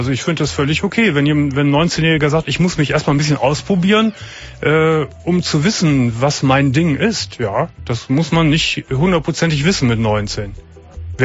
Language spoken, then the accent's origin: German; Gummersbach, North Rhine-Westphalia, Germany; Ich komme aus dem Land, kann man das nicht sagen, aber aus einer kleinen Stadt im Oberbergischen, aus Gummersbach.